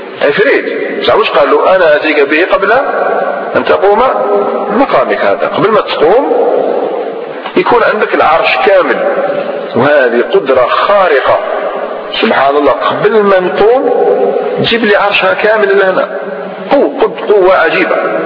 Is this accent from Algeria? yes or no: yes; Algeria; أنا جزائري عادي.